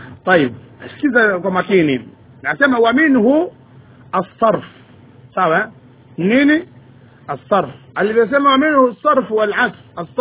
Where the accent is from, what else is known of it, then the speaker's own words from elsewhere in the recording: Tanga, Tanga Region, Tanzania; kule kwetu kule Tanga kule itwa limbwata hiyo.